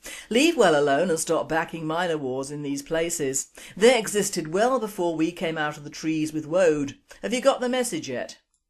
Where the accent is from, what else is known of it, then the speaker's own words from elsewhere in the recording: England, United Kingdom; People, our people, are ashamed of being English and grovel and crawl to a new culture